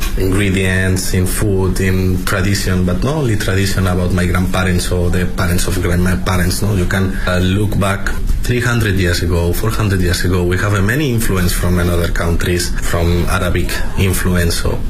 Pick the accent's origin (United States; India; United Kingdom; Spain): Spain; Madrid, Community of Madrid; English is a second language; I'm from Madrid, so Madrid is a very rich city for our food, our ingredients